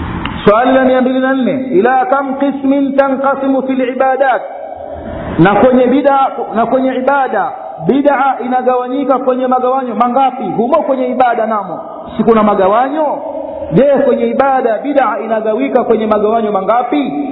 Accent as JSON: {"language": "Swahili", "town": "Tanga", "region": "Tanga Region", "country": "Tanzania", "said": "mpaka kule kwetu, yani kwetu Tanga, kwenye chuo cha Tamtam Shamsia"}